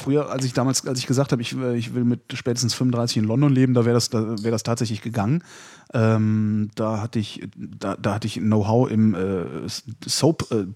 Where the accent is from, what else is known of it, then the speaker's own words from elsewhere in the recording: Germany; also ich bin halt an der Grenze aufgewachsen, also 80 Kilometer, ach, noch nicht mal 60 Kilometer von der holländischen Grenze entfernt